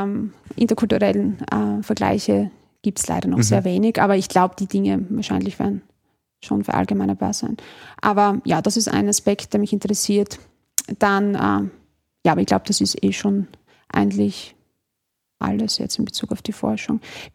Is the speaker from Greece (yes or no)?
no; Deutschlandsberg, Styria, Austria; Ich komme ja aus der Steiermark, in Deutschlandsberg.